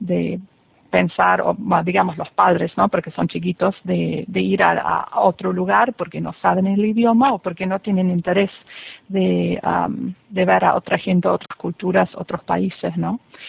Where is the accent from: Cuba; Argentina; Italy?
Argentina; Buenos Aires; accent: German; Spanish is a second language; also born or lived in Germany; now in Florida, United States; nacida en Alemania, eso así, si me escuchan un poco con un acento, es alemán, y me crié en Argentina, viví 6 años en Buenos Aires. Y ahora hace 20 años que ya estoy viviendo en Estados Unidos, en el norte de Florida.